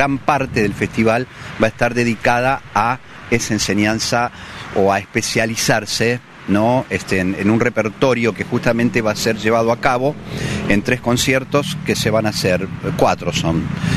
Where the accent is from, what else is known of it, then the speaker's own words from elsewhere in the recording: Mar del Plata, Buenos Aires Province, Argentina; vamos a tocar … que es desde la ciudad de donde vengo, Mar del Plata.